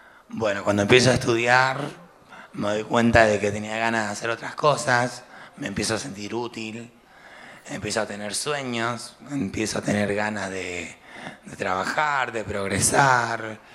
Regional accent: Mendoza, Argentina; now in Buenos Aires, Argentina; también quiero aclarar que vengo de Mendoza, que vengo desde muy lejos, y que siempre supe que había alguna posibilidad acá en Buenos Aires, y de hecho la tuve.

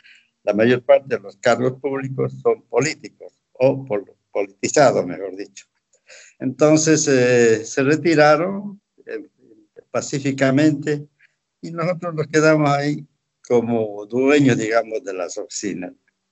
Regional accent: Tarija, Bolivia; born there; trasladaron a Tarija. Ahí se formó la familia. Todos los hijos nacimos en Tarija

